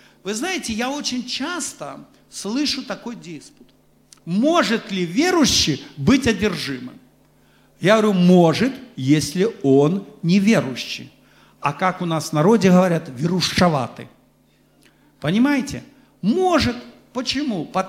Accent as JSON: {"language": "Russian", "country": "Belarus", "said": "Конечно, я вам скажу, что мы, вот белорусы, все же особый народ."}